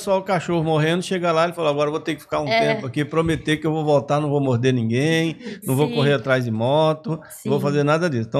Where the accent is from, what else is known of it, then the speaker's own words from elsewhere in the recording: Bahia, Brazil; lá na minha cidade, lá na Bahia, eu sou do sertão